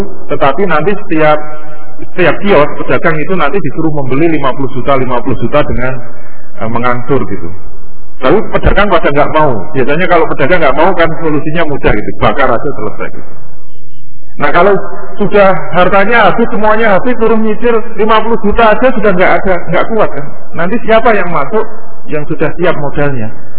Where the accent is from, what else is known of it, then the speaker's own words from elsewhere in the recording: Rembang, Central Java, Indonesia; seperti kemarin di Rembang itu, di tempat asal saya.